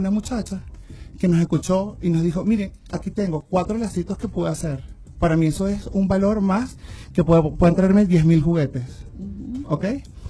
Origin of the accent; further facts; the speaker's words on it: Venezuela; Como venezolanos.